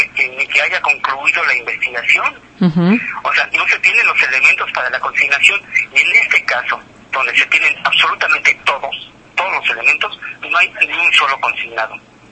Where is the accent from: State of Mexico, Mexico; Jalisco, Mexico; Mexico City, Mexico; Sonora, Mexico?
Sonora, Mexico; como un ciudadano del país, digo, no como sonorense, sino como un ciudadano del país